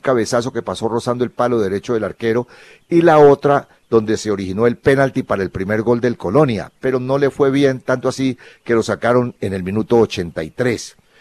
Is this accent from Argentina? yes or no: no; Colombia; Y una mala noticia para nosotros como colombianos